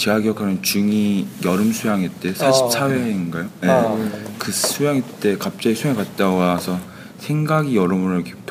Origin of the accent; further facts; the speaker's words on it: South Korea; 저는 한국 사람이고 학생입니다.